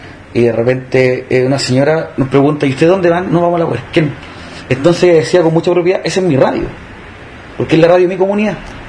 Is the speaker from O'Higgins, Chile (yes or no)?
no; Valparaíso, Chile; yo soy del Cerro Placeres y yo escuchaba la radio cuando chivo